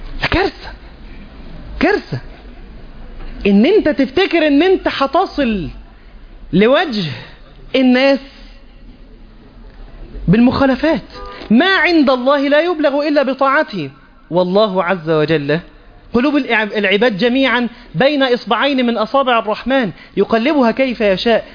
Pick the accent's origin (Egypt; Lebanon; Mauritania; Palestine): Egypt; حتى عندنا في مصر الأمر مبالغ فيه